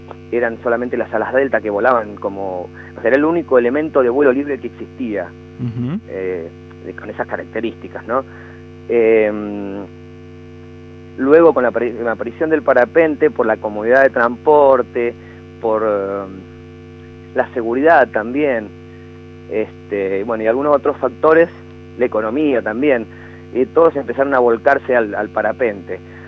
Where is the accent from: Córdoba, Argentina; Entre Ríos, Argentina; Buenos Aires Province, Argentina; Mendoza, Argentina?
Mendoza, Argentina; Sí, soy de Mendoza y lo arranqué en Mendoza.